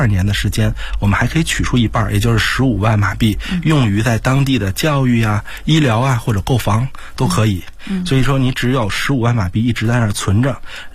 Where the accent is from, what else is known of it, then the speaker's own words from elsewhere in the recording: China; 我们中国人去马来西亚是很方便的